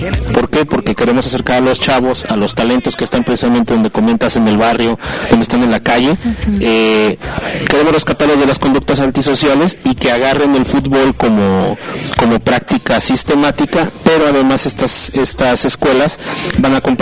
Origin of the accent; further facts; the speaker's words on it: Monclova, Coahuila, Mexico; now in Irapuato, Mexico; yo soy ingeniero de Monclova, Coahuila, y tengo 23 años viviendo aquí en Irapuato.